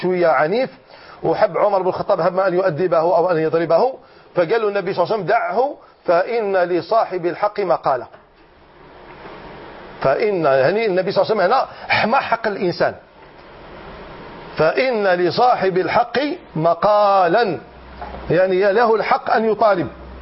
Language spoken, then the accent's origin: Arabic; Algeria; احنا رانا اولاد الجزائر